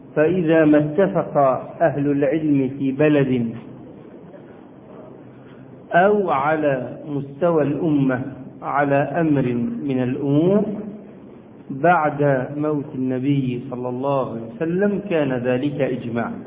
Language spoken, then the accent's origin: Arabic; Egypt; وكان زمان عندنا في مصر هيئة كبار العلماء